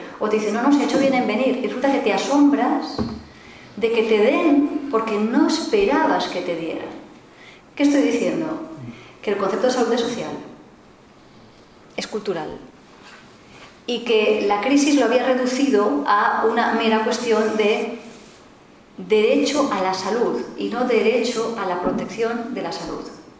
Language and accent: Spanish; Catalonia, Spain; yo me considero paciente catalana